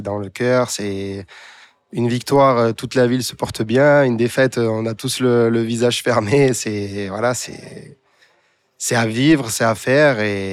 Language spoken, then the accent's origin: French; Marseille, Provence-Alpes-Côte d'Azur, France; en tant que Marseillais, je pense que voilà, en l'ayant pratiqué aussi plus jeune, forcément, on a ce lien naturel au vélodrome et à l'OM, bien sûr.